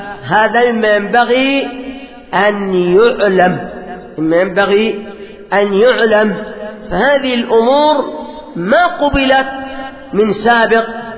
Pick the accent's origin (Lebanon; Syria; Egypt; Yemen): Yemen; عندنا في اليمن